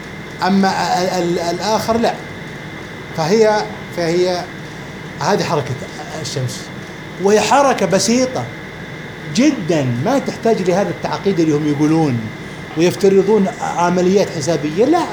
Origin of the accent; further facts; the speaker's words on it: Al-Qassim, Saudi Arabia; فالمثل الشعبي عندنا في للحسابين عندنا في القصيم